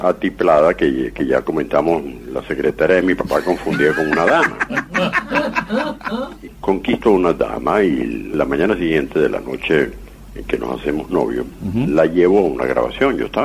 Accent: Caracas, Capital District, Venezuela; born there; En Caracas.

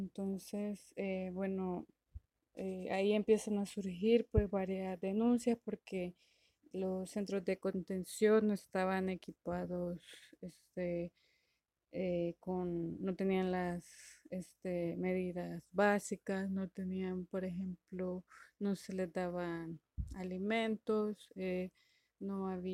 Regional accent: El Salvador; soy de El Salvador

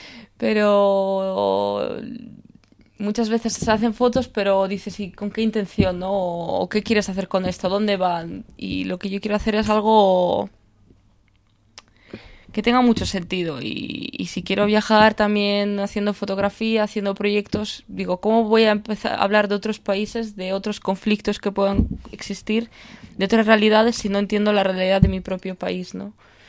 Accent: Ukraine; Spanish is a second language; yo soy de Ucrania, y el 1 de junio me voy allí a hacer un proyecto de fotografía

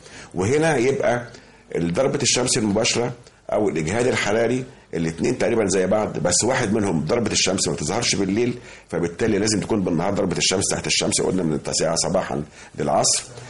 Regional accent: Egypt; مش في عندنا في مصر فقط ولا في المنطقه فقط

